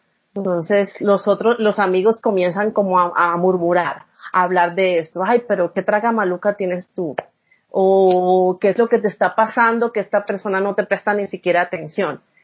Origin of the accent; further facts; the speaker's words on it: Colombia; Pero estar bueno es muy usado en la ciudad donde yo vengo. De donde yo vengo